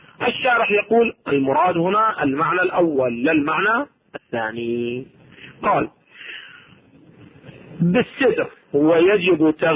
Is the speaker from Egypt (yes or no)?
no; Iraq; أو ما يسمى عندنا في العراق بشجرة النبض